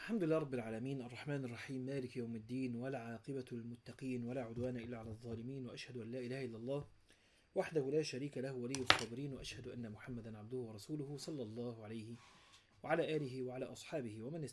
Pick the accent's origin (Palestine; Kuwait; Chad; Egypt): Egypt; ممكن ده مش عندنا في مصر